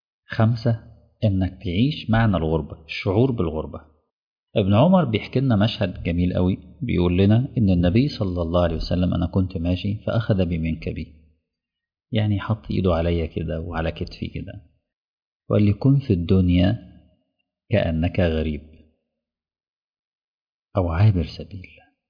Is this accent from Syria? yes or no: no; Mansoura, Dakahlia, Egypt; now in Dammam, Saudi Arabia; وانا راجل من المنصوره وجاي لي شغل ما اكون مدرس في الدمام